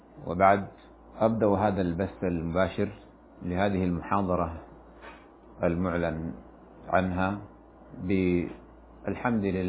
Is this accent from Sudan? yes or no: yes; Sudan; فإننا في بلادنا السودان على وجه الخصوص نرى في هذه الأيام مظاهر غريبة عن ثقافتنا وعن مجتمعاتنا